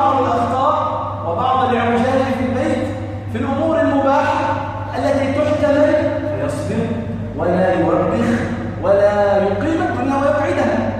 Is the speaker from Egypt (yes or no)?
yes; Egypt; يعني مثلا عندنا في مصر الناظر إلى نتائج الثانوية العامة في السنوات العشر الأخيرة